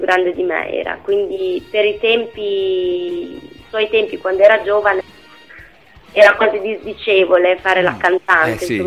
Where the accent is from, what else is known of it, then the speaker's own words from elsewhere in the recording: Parma, Emilia-Romagna, Italy; now in Modena, Italy; Sì. Sono di Parma.